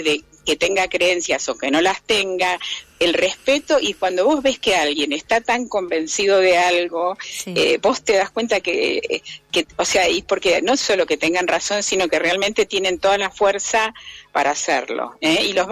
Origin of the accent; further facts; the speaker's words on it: Bahía Blanca, Buenos Aires Province, Argentina; yo soy de Bahía Blanca